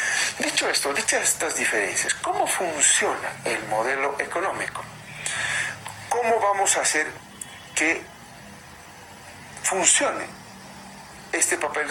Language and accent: Spanish; Bolivia; si somos capaces los bolivianos de generar dinero